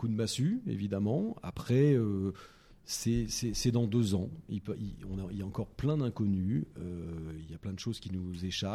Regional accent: Saint-Étienne, Auvergne-Rhône-Alpes, France; Je suis né à Saint-Étienne. Et donc, là-bas, ben, on vivait et on vit toujours football.

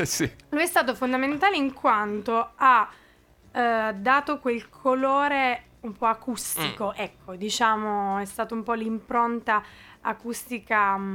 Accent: Lavello, Basilicata, Italy; Lavello è il mio paese, ecco, di origine, provincia di Potenza, ok? Le mie origini lucane, è giusto che vengano fuori

